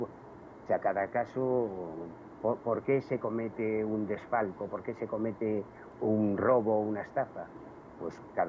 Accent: Galicia, Spain; yo soy gallego, yo viví, por desgracia, la llegada de la heroína a la Galicia de los años 80 y 90. Yo siempre he vivido en un barrio muy humilde, de trabajadores

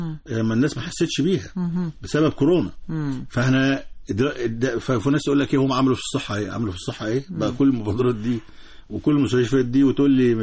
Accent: Egypt; عندنا في مصر 62,000 مدرسة رقم خرافة 62,000 مدرسة

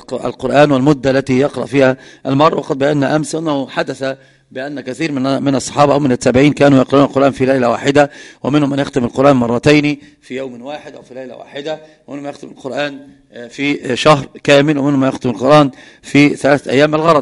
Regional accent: Egypt; وهذا القراء عندنا في مصر كثير ما يفعلون ذلك

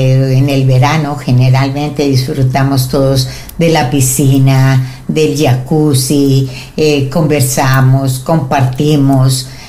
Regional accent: Colombia; como buena colombiana que soy

